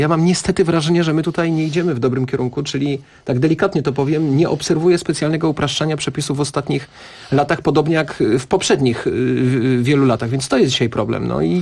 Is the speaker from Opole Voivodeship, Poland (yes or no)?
no; Kraków, Lesser Poland, Poland; now in Warsaw, Poland; mówiłeś, Kasiu, że jestem z Krakowa, ale ja akurat jestem tym Krakowianiem, który naprawdę Warszawę lubi i mnie tu jest dobrze.